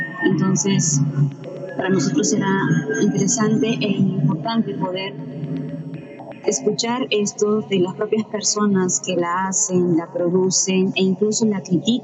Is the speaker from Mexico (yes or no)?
no; Lima, Peru; Soy de Lima, Perú.